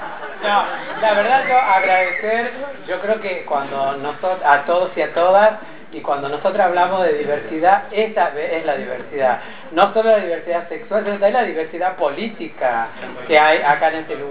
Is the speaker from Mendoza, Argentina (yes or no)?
no; Tucumán, Argentina; somos provincianas, somos tucumanas, somos de las provincias